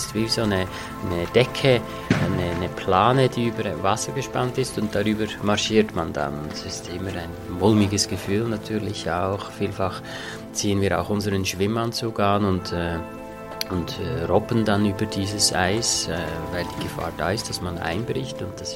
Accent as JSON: {"language": "German", "town": "Interlaken", "region": "Bern", "country": "Switzerland", "tie": "born or raised there", "said": "Und dann bin ich eigentlich natürlich prädestiniert durch den Ort, wo ich aufgewachsen bin. Interlaken liegt mitten im Zentrum der Schweizer Alpen"}